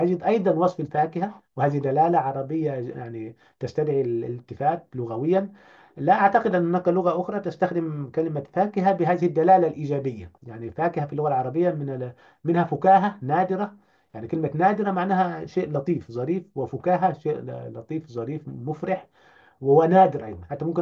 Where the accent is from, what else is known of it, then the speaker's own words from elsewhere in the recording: Upper Egypt, Egypt; أنا كصعيدي ريفي يعني عايشت هذا الأمر،